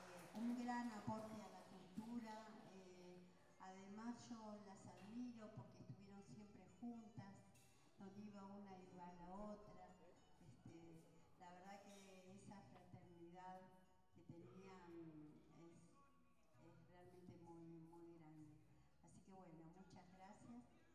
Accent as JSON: {"language": "Spanish", "region": "Jujuy", "country": "Argentina", "said": "Buenas noches a todos. Yo vengo de Jujuy"}